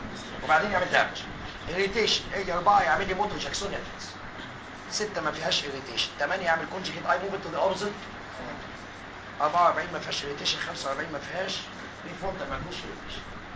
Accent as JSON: {"language": "Arabic", "country": "Egypt", "said": "عندنا في مصر ايه اللي بيحصل؟"}